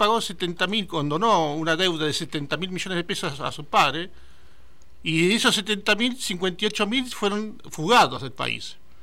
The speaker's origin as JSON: {"language": "Spanish", "country": "Argentina", "said": "yo soy argentino, capaz que no lo sentimos tanto estando acá en la Argentina"}